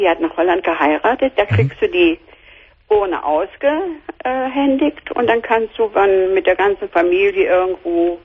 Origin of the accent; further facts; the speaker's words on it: Szczecin, West Pomeranian Voivodeship, Poland; Ja, wir sind am Wasser. Ich, wie gesagt, ich bin ja aus Stettin.